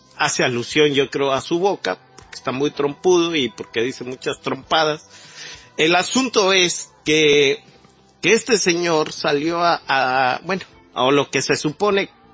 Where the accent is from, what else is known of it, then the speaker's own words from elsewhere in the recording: Mexico; realmente mostró su faceta desfavorable para todos como mexicanos, ¿no?